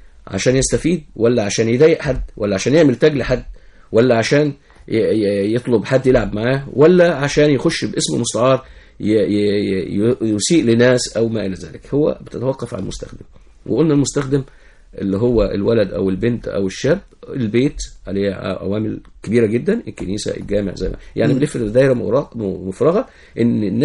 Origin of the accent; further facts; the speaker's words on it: Egypt; يعني احنا عندنا في مصر شيزوفرينيا الكترونية.